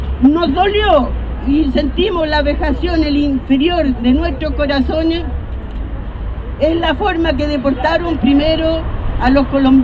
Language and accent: Spanish; Chile; Y le hago un llamado a los chilenos, a mi pueblo, que no seamos unos malos desagradecidos.